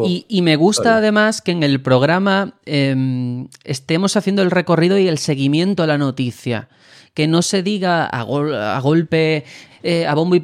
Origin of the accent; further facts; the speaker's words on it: Spain; Pues yo me siento orgulloso como ciudadano español